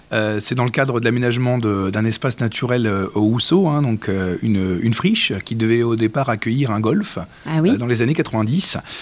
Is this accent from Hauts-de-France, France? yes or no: yes; Hauts-de-France, France; moved away; je ne suis pas natif des Vosges. Oui. Et moi, quand je suis arrivé, je viens du Nord Pas-de-Calais.